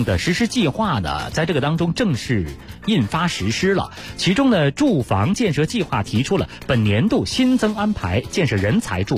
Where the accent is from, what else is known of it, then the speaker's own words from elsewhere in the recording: Beijing, China; 因为我是老北京人啊，我们原来在胡同里住的都是公安，都是那个房管局的房子。